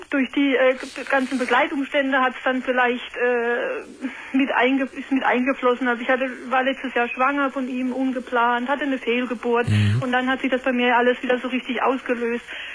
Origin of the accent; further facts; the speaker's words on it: Karlsruhe, Baden-Württemberg, Germany; also ich komme aus Karlsruhe